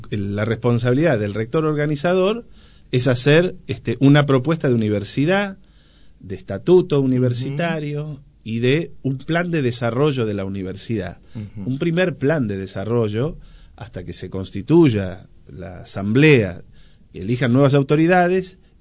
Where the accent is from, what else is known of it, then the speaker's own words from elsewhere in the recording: Moreno, Buenos Aires Province, Argentina; Yo, que soy de Moreno, viví en Moreno y para estudiar tuve que ir a la UBA y tomarme el tren todos los días